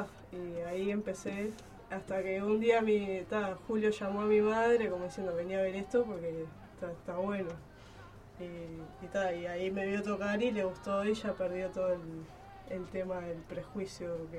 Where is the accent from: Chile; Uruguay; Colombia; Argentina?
Uruguay; nosotros que somos uruguayos